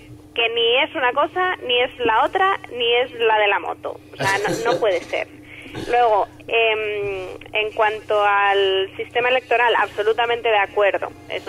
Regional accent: Salamanca, Castile and León, Spain; yo como salmantina

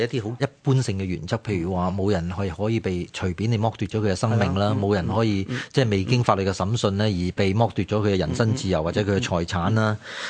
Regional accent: China; 其实我哋中国人嗰个伦理观念入边有唔少啲一类咁样嘅价值观喺入边嘅

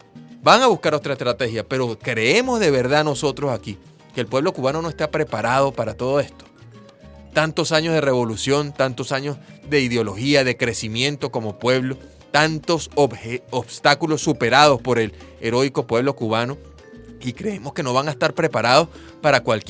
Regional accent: Venezuela

